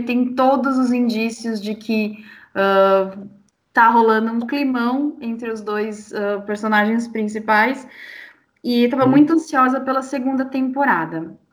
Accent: São Paulo, Brazil; eu sou de São Paulo e eu tô no mundo BL

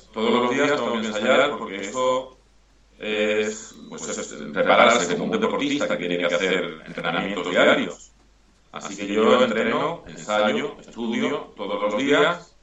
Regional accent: Málaga, Andalusia, Spain; yo soy de Málaga, de Andalucía, y él cantaba muy bien flamenco.

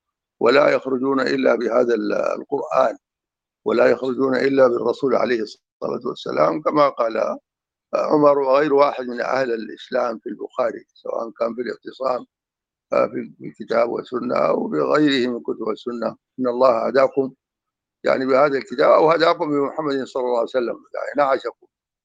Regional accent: Darfur, Sudan; يعني كالمثل اللي عندنا في دارفور

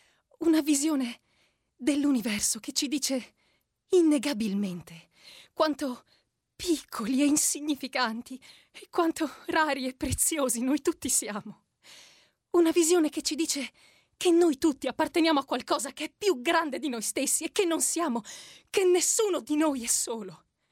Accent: Treviso, Veneto, Italy; now in Rome, Italy; Vengo da Treviso, adesso abito a Roma da 3 anni ormai.

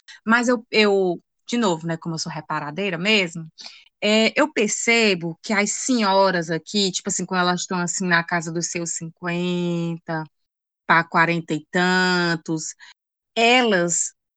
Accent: Ceará, Brazil; porque a gente é cearense e é reparador mesmo

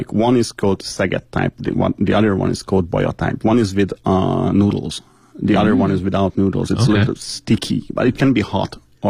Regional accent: Hungary; It's like, where are you from? Hungary. Like, are you hungry?

